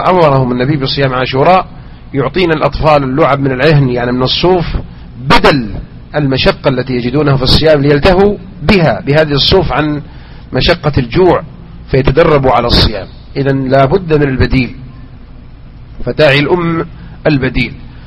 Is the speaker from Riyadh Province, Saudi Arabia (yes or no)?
no; Mecca, Makkah Province, Saudi Arabia; والعادة لا تزال هذه سبحان الله تلك إلى أن أذكرها وأنا صغير في مكة كانوا ينثرون مثل هذا